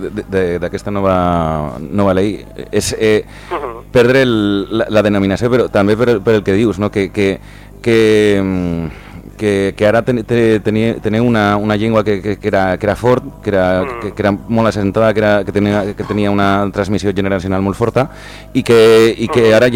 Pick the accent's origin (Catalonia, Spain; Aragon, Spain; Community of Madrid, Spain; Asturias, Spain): Aragon, Spain; accent: southern Aragonese; los hablantes de lo que antes se conocía como castellano, ahora aragonés meridional, también estamos intentando que se nos reconozcan nuestras modalidades lingüísticas